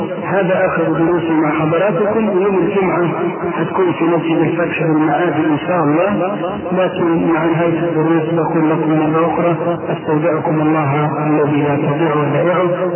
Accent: Egypt; ولذلك ما عندنا في مصر لا تجئ في بقية دول العالم إلا من انتقل من عندنا إلى غيرنا

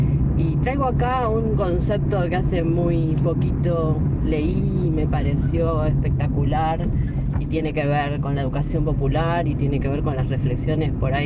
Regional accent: Avellaneda, Buenos Aires Province, Argentina; de Avellaneda, provincia de Buenos Aires, y educadora popular, ahora desde hace mucho tiempo funcionaria en el gobierno de Avellaneda

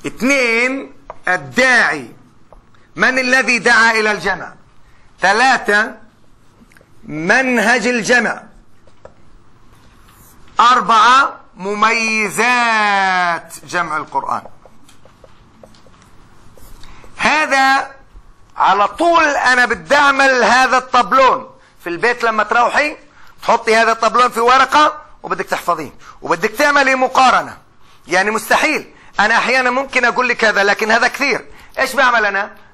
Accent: Palestine; حتى إحنا كفلسطينيين أنا بقول

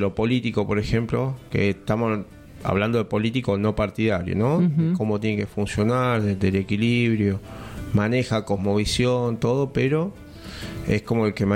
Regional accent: Bella Vista, Buenos Aires Province, Argentina; born there; en mi caso yo nací en Buenos Aires, en Bellavista.

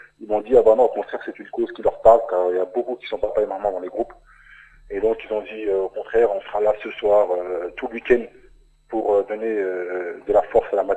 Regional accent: Remiremont, Grand Est, France; born there; je suis né à Armermont également.

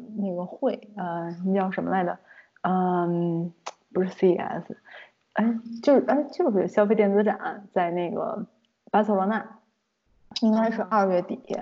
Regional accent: China; 我是中国人

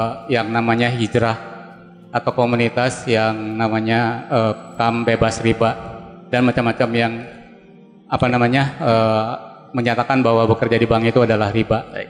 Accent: Bandung, West Java, Indonesia; Saya dari Bandung, kebetulan lagi dinas.

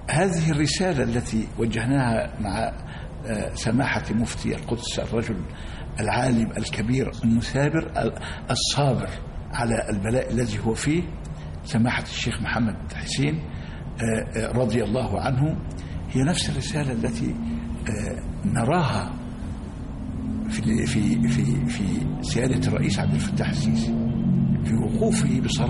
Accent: Egypt; أن يحمي بلدنا مصر، وأن يكون أهل مصر على قدر في وعيهم

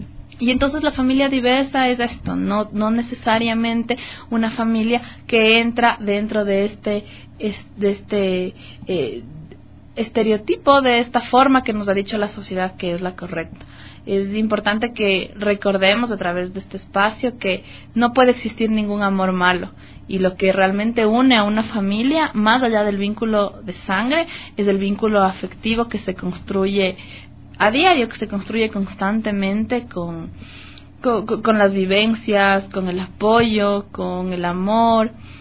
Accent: Ecuador; tenemos además el deber como ciudadanos ecuatorianos

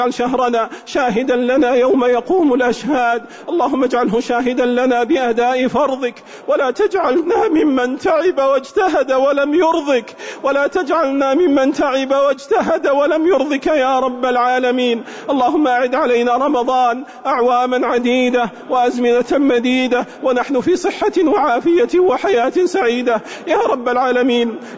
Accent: Saudi Arabia; اللهم احفظ بلادنا المملكة العربية السعودية

